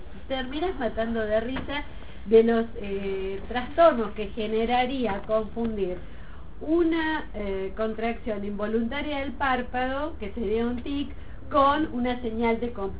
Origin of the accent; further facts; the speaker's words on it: Buenos Aires, Argentina; pero de donde yo vengo, de Buenos Aires, no sabés lo que son los antropólogos.